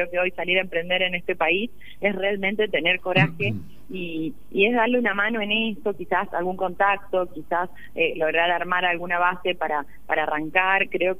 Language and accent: Spanish; Catamarca, Argentina; accent: Catamarca; Me ha pasado sentarme en mesas que por sentirme en mi tonada catamarqueña